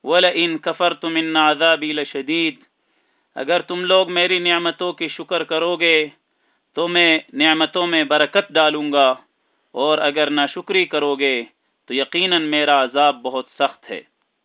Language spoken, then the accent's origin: Urdu; Pakistan; لیکن بطور تعارف اپنے ہی وطن پاکستان میں ہم نے جہاد کا سلسلہ شروع کیا